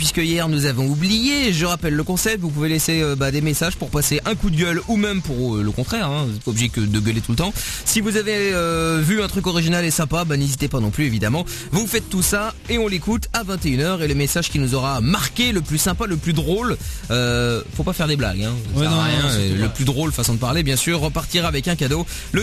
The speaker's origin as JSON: {"language": "French", "country": "Belgium", "said": "on est belges"}